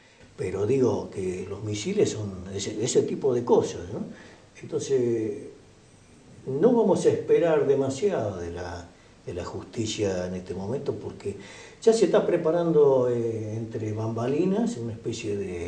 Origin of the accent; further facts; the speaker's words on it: Argentina; Y nosotros en realidad somos argentinos, trabajadores